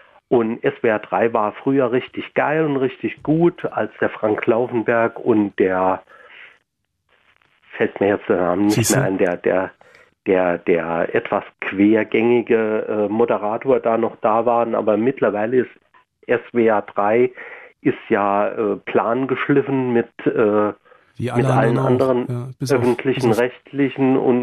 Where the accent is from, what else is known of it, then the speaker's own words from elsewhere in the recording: Saarland, Germany; Jo, du hörst vielleicht schon, ich bin Saarländer.